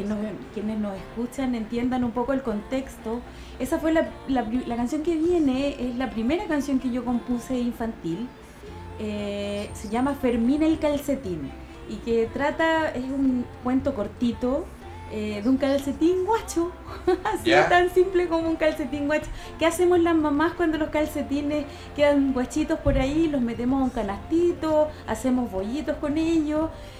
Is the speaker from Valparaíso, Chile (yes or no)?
no; Curepto, Maule, Chile; Sí, está mi familia en Curepto, en Talca.